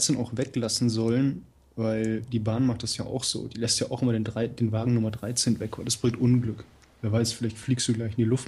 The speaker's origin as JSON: {"language": "German", "town": "Hanau", "region": "Hesse", "country": "Germany", "said": "Ich komme aus der HU. Hessisch-Uganda. Hanau hat das Kennzeichen HU."}